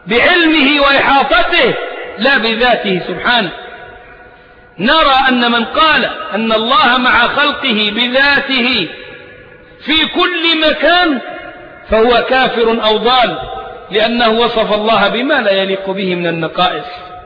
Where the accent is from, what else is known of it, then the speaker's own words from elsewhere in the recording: Egypt; وإحنا أبناء مصر مش ضيوف عليها ولا حاجة